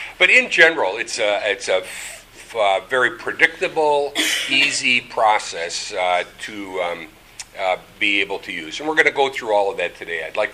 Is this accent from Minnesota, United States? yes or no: yes; Minnesota, United States; I grew up in Minnesota. I saw somebody with a Gustavus shirt over there somewhere.